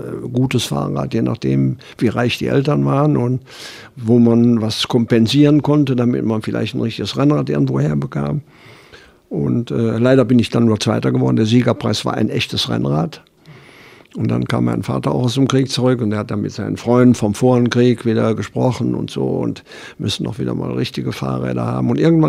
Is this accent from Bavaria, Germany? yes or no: no; Düsseldorf, North Rhine-Westphalia, Germany; Und aufgewachsen bin ich in Düsseldorf, im größeren Geschäft, da hatten wir auch ein Wohnhaus.